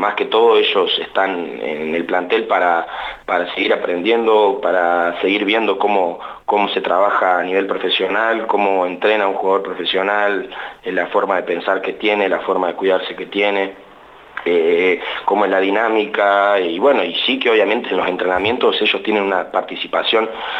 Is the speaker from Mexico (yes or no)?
no; Santa Rosa, La Pampa, Argentina; yo soy de acá, de Santa Rosa. Hice mi formación como joven, niño, adolescente, jugando al básquet en Estudiantes.